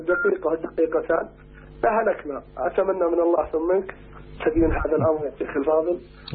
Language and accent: Arabic; Saudi Arabia; علشان أصل للشيخ وأنا من السعودية يستاهل لو انتظر على الخط 3 أيام.